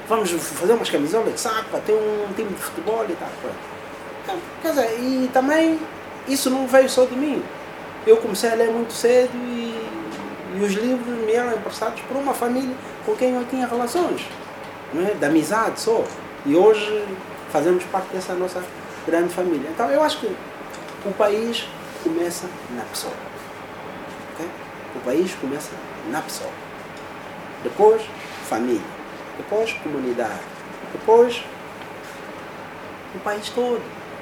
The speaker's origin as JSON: {"language": "Portuguese", "country": "Angola", "said": "eu, por exemplo, sou do Casqueiro do Buraco."}